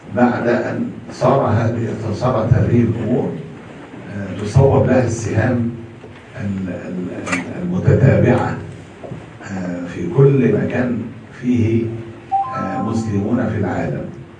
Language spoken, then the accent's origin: Arabic; Egypt; وموجود عندنا في مصر